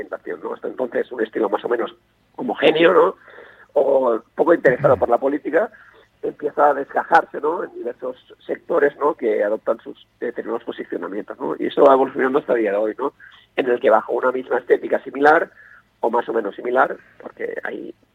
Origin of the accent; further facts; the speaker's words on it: Spain; first language Catalan; Spanish is a second language; tanto en castellano como en catalán, que es mi lengua natal